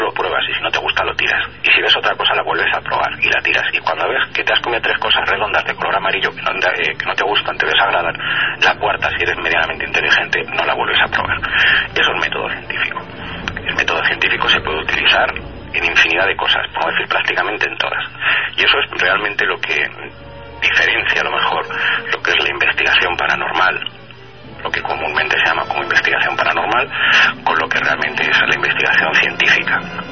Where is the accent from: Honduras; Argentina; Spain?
Spain; Palma, Balearic Islands; born there; also born or lived in Paris / Italy / Vigo / Barcelona; Pero yo nací en Palma de Mallorca, casi en vuelo, como quien dice, porque mis padres estuvieron viviendo una época allí, más tarde estuve viviendo en París, he estado viviendo en Italia, he estado viviendo aquí en España, en Vigo, en Barcelona, en Valencia, en Alicante, en Madrid.